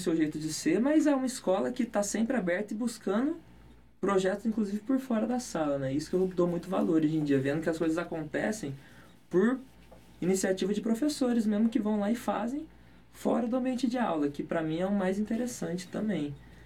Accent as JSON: {"language": "Portuguese", "town": "Ribeirão Preto", "region": "São Paulo", "country": "Brazil", "moved": "as an adult", "said": "Minha família é de Ribeirão Preto, tanto do meu pai quanto da minha mãe. Só que eu vim pra cá em 2006"}